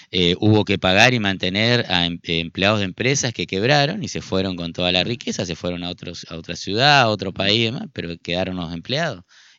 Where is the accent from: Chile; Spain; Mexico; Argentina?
Argentina; Nuestra identidad como argentino, nuestra cultura, nuestros derechos